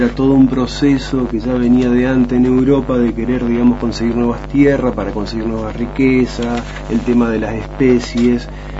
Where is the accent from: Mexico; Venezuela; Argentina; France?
Argentina; Santa Fe; now in San Antonio Oeste, Argentina; yo, bueno, vengo de la zona atlántica, en realidad soy del norte de Santa Fe, pero estoy trabajando hace 4 años en San Antonio Oeste